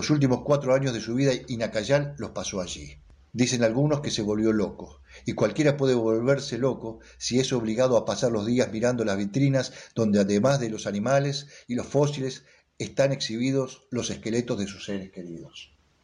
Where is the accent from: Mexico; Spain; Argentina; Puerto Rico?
Argentina; que nos permite realmente saber quiénes somos los argentinos y de dónde venimos